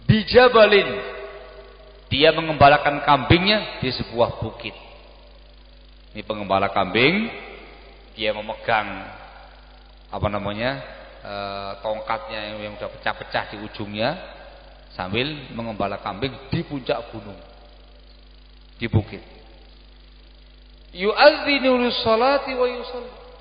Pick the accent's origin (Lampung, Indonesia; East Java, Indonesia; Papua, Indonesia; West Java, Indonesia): East Java, Indonesia; Gresik; kita orang Gresik.